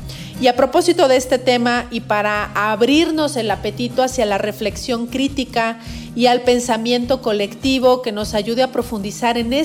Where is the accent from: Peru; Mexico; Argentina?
Mexico; yo creo que como buenos mexicanos también nos gustan los desayunos consistentes y poderosos para arrancar el día.